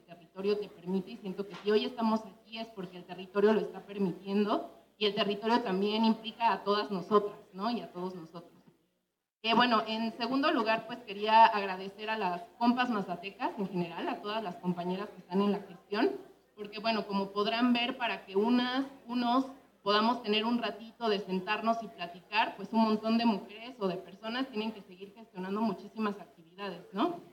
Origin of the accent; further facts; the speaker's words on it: Mexico City, Mexico; soy de la Ciudad de México, del pueblo de Los Reyes, en Coyoacán.